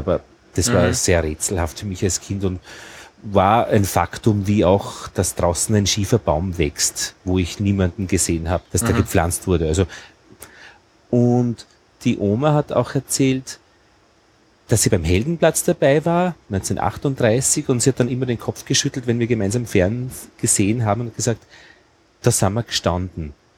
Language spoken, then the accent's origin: German; Braunau am Inn, Upper Austria, Austria; Und aufgewachsen bin ich in die Schule gegangen in Braunau am Inn.